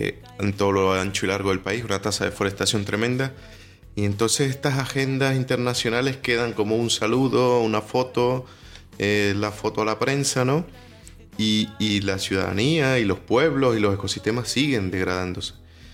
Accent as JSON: {"language": "Spanish", "country": "Venezuela", "said": "yo vengo de Venezuela y ahí hay el nombre para todo."}